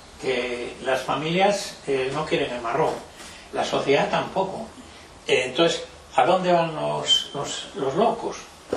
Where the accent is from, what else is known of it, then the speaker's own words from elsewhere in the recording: Cuéllar, Castile and León, Spain; que es de cerca de mi pueblo, de Cuéllar